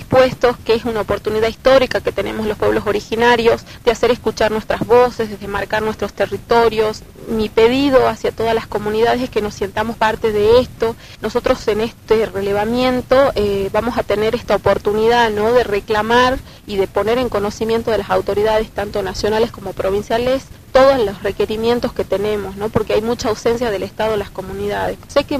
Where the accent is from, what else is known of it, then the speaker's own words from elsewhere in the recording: Volcán, Jujuy, Argentina; pertenezco a la comunidad indígena, que es el pueblo de la comunidad Tilián, del pueblo de Volcán, y mi pueblo ha sufrido desalojos de los terratenientes, Bárcena